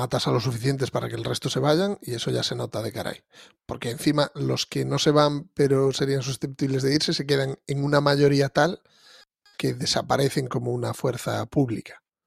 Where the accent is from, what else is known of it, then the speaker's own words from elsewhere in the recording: Basque Country, Spain; pero bueno, yo soy vasco